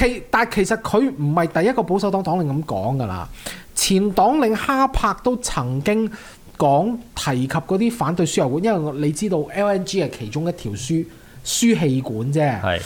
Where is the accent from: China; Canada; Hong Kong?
Canada; 其實係多得我哋加拿大人少嘅